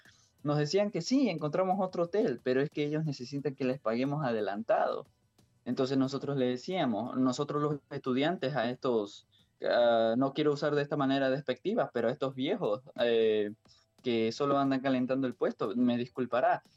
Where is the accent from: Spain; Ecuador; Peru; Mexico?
Ecuador; no somos los únicos ecuatorianos que estamos y llegamos. Habrán otros ecuatorianos que van a llegar